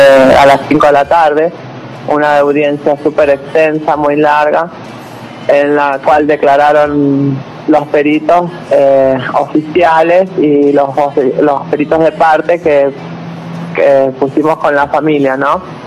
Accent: San Juan, Argentina; yo soy oriunda de San Juan

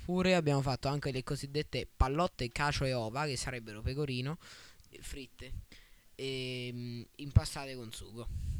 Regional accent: L'Aquila, Abruzzo, Italy; all'Aquila, in Abruzzo, da dove vengo io, c'è una cultura molto diversa dallo stile del Mediterraneo

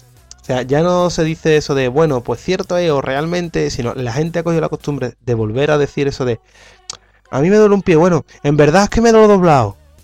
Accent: Valencian Community, Spain; yo soy valenciano

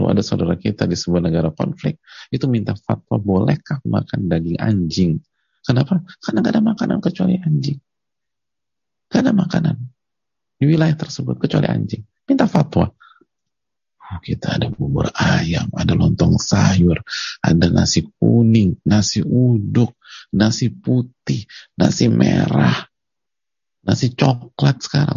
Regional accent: Indonesia; born there; dilahirkan di Indonesia

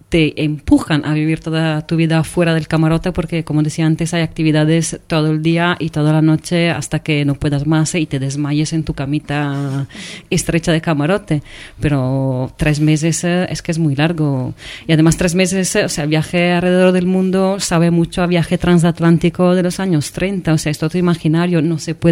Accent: Venice, Veneto, Italy; Yo soy, repito, soy de Venecia

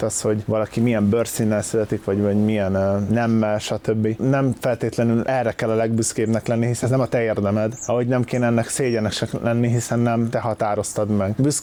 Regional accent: Hungary; born there; Szóval az, hogy csak azért, mert én Magyarországra születtem, én vagyok a király

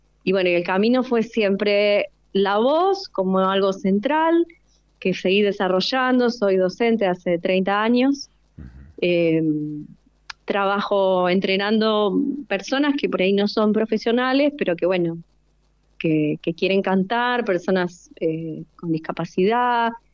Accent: Rosario, Santa Fe, Argentina; yo soy rosarina

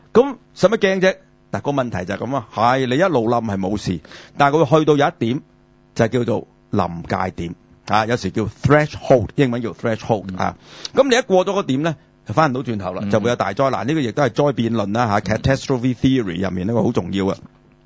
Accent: Hong Kong; 就係我哋香港人叫啊沼氣

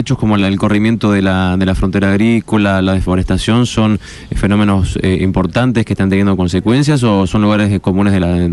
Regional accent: Venado Tuerto, Santa Fe, Argentina; Yo soy de Venado Tuerto, queda muy cerca de la Picasa, Hierro Fino.

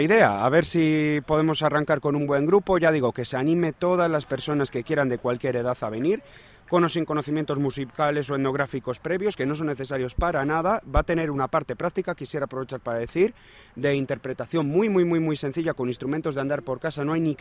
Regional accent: Palencia, Castile and León, Spain; como Burgos, como Palencia, que es de donde soy yo, como Valladolid, ¿no?

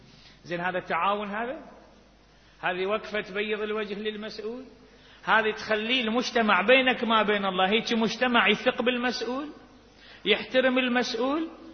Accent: Baghdad, Baghdad Governorate, Iraq; منطقة عندنا في بغداد

